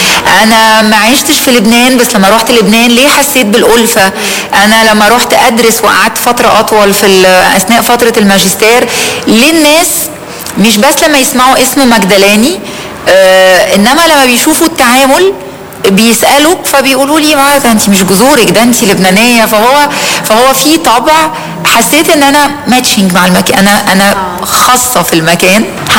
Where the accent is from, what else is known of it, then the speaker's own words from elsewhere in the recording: Egypt; أنا مصرية الميلاد ومصرية العيشة ومصرية الوظيفة ومصرية الانتماء، إنما في دم لبناني لأنه من الناحيتين لبناني وسوري من ناحية والدي ووالدتي.